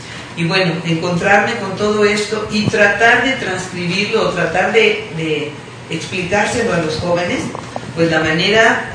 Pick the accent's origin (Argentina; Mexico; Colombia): Mexico; como mexicanos siento que tenemos prácticamente la obligación de conocer primeramente lo nuestro.